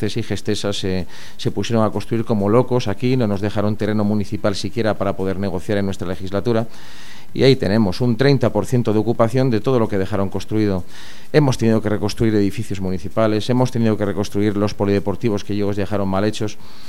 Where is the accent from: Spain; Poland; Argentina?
Spain; León, Castile and León; Soy muy tenaz, soy de León, soy cazurro, no lo puedo evitar.